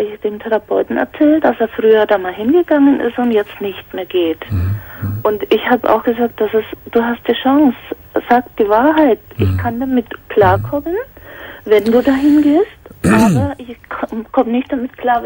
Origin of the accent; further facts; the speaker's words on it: Bavaria, Germany; now in Cologne, Germany; Ich komme ja aus Bayern und bin wegen ihm nach Köln gezogen, habe alles aufgegeben